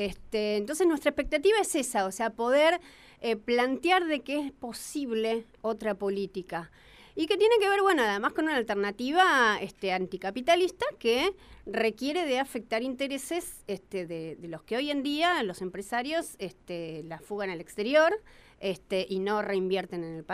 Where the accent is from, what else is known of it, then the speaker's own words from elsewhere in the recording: General Pico, La Pampa, Argentina; Yo soy de General Pico.